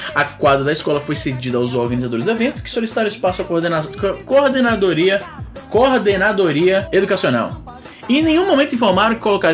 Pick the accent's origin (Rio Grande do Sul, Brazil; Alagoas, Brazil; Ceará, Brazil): Ceará, Brazil; Pra quem tá ouvindo aí, eu sou cearense, eu posso falar o que eu quiser